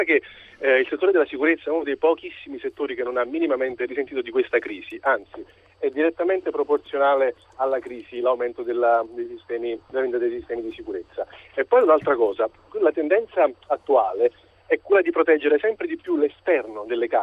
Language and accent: Italian; Naples, Campania, Italy; Io, guardi, sono di Napoli